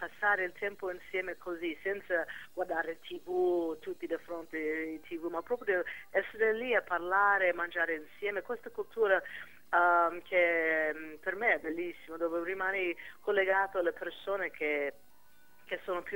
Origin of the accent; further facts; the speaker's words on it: California, United States; also born or lived in New York; io sì, vengo da California, ma in America ho vissuto tantissimi anni a New York, che proprio dall'altra parte.